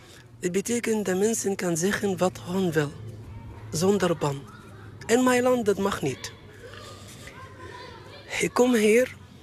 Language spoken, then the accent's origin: Dutch; Egypt; Dutch is a second language; moved away as an adult; now in Netherlands; Ik kom uit Egypte. Ik ben hier in Nederland sinds 2019. Ik ben 45 jaar oud.